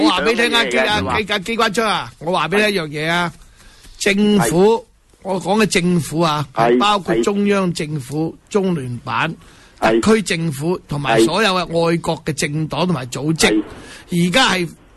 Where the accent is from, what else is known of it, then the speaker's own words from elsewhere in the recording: Hong Kong; 真係俾我哋香港人，有機會去出去留學咧